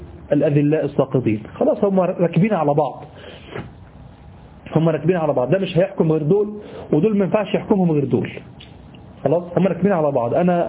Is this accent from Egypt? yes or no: yes; Egypt; في حاجة غريبة عندنا في مصر، في حاجة غريبة يعني